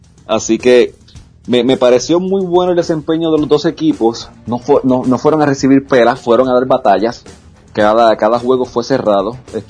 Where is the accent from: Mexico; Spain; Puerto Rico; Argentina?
Puerto Rico; Yo soy de Puerto Rico, yo estaba allí, estaba dando cara.